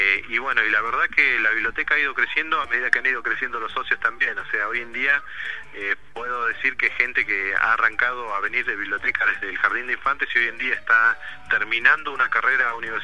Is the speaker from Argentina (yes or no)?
yes; Moreno, Buenos Aires Province, Argentina; soy de Moreno Norte